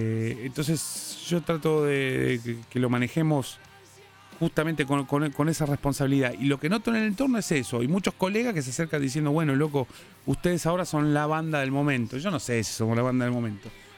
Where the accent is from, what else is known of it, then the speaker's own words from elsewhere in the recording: Argentina; a pesar que ellos son alemanes y nosotros somos argentinos.